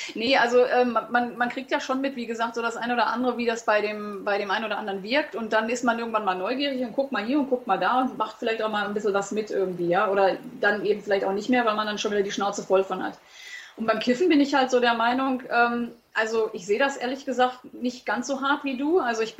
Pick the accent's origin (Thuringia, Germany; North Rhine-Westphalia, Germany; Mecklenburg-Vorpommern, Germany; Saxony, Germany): North Rhine-Westphalia, Germany; Also gerade bei uns im Ruhrpott irgendwie, hallo, du kommst auch aus der Ecke